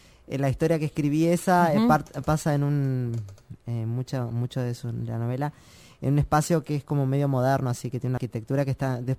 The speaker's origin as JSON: {"language": "Spanish", "region": "Tacuarembó", "country": "Uruguay", "tie": "born or raised there", "said": "nunca la había presentado en mi pueblo, que es en Tacuarembó, en mi ciudad."}